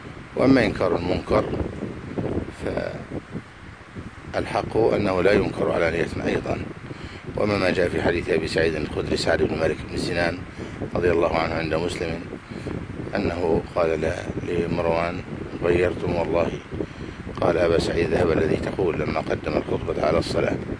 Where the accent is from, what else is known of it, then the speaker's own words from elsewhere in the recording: Egypt; حفظ الله بلدنا مصر الحمد لله